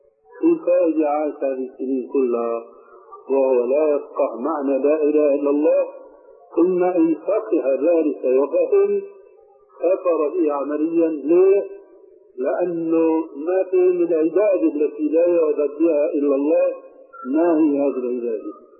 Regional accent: Syria; ونحن عندنا في الشام

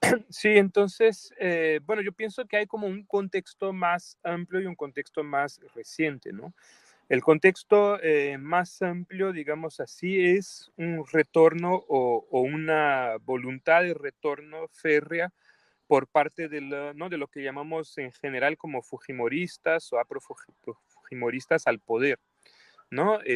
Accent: Brazil; Spanish is a second language; now in Peru; Yo soy brasileño, vivo, ¿no?, desde el 2003, yo he vivido más de 10 años en el Perú, ahora estoy en el Perú desde el 2018, ¿no?

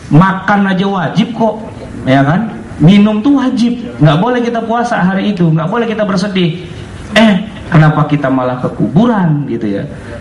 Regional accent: Jakarta, Indonesia; tapi biasanya kita orang Betawi itu punya namanya kue geplak gitu.

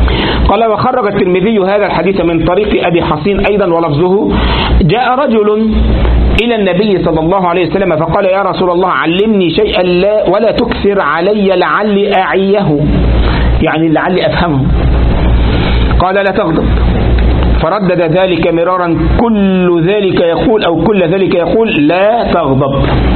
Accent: Egypt; لكن بعض الناس بقى عندنا في مصر

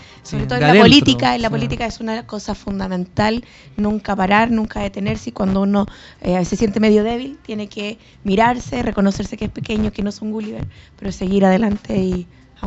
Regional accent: Santiago Metropolitan Region, Chile; Puente Alto tenía un polo de desarrollo muy potente agrícola. Toda la que es el borde de lo que es el Maipo fue arrasado, que era donde yo nací y me crié, arrasado, eran campos de plantaciones que alimentaban Santiago.

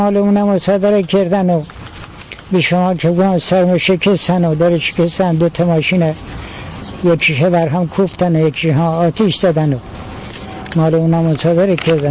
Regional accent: Yazd, Iran; ما اهل یزدیم، ولی باز مال آبادی هست سیفرسخیش.

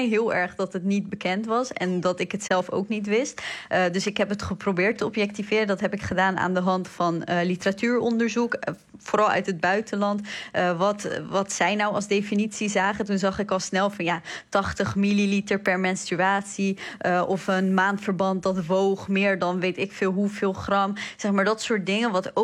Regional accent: Iraq; now in Netherlands; Ja, inderdaad, ik kom uit Irak.

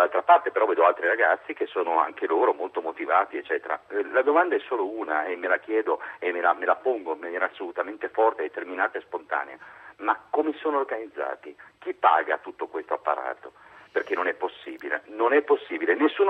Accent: Turin, Piedmont, Italy; now in Biella, Italy; Io sono torinese, va bene, abito a Biella, però in realtà sono nato e cresciuto a Torino, 40 anni di torinesità e tutto il resto.

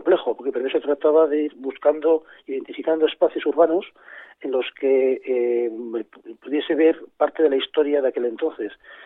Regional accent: Burgos, Castile and León, Spain; los burgaleses, pues yo soy de Burgos, siempre hemos pensado que Burgos había sido pues una ciudad tranquila

